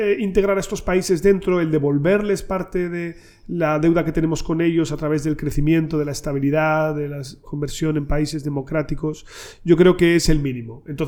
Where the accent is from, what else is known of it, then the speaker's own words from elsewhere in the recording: Spain; nosotros ahora lo que tenemos que preguntarnos también como españoles es